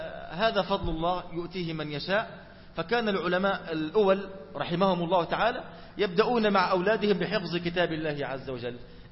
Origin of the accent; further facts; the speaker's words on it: Egypt; هذا يحدث عندنا في مصر